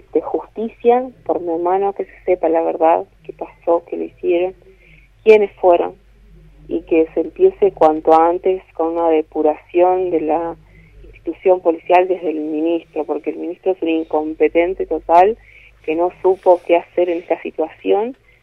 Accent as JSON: {"language": "Spanish", "town": "Sierra Colorada", "region": "Río Negro", "country": "Argentina", "said": "No, yo soy de Sierra Colorada."}